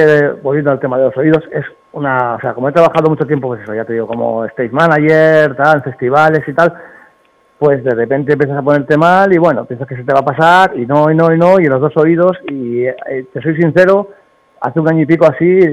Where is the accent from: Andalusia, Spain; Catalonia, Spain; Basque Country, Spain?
Basque Country, Spain; Bilbao; como soy de Bilbao, pues lo tengo que tener muy alto